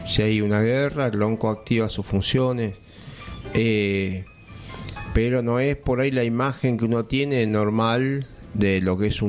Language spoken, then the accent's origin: Spanish; Bella Vista, Buenos Aires Province, Argentina; born there; en mi caso yo nací en Buenos Aires, en Bellavista.